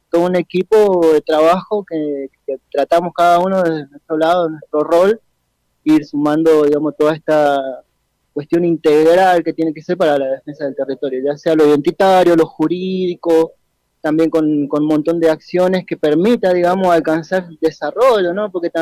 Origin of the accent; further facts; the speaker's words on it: Malargüe, Mendoza, Argentina; soy nacido y criado acá en Malargüe